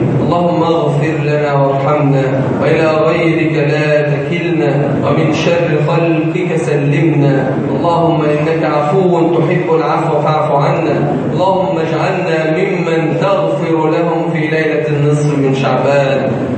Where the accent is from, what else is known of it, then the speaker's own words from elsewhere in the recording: Egypt; بلدنا مصر